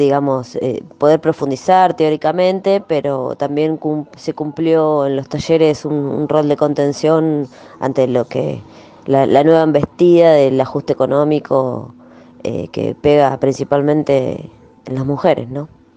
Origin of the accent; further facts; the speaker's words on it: Lomas de Zamora, Buenos Aires Province, Argentina; soy de Lomas de Zamora.